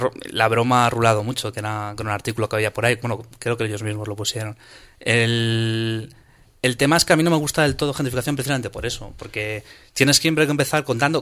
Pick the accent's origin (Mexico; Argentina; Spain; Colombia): Spain; Madrid, Community of Madrid; yo vengo de Tetuán